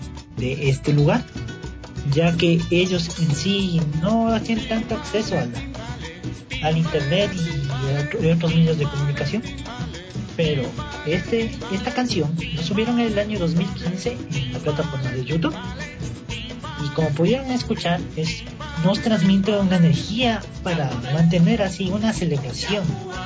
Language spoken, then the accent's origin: Spanish; Ecuador; Es algo que hemos escuchado como ecuatorianos, sea que nos hayamos dado cuenta o no.